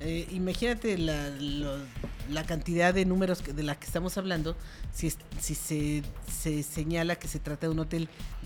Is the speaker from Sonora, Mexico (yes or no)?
no; Querétaro, Mexico; Pues los únicos que perdemos somos los queretanos